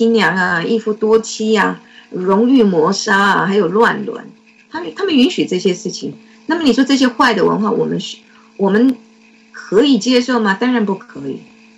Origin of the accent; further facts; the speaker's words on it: Taiwan; 我们从小在台湾接受的国民党给我们的教育